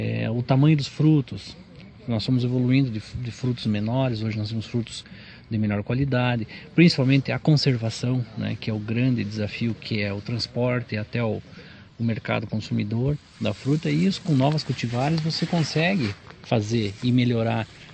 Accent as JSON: {"language": "Portuguese", "town": "Caçador", "region": "Santa Catarina", "country": "Brazil", "said": "eu sou de Caçador"}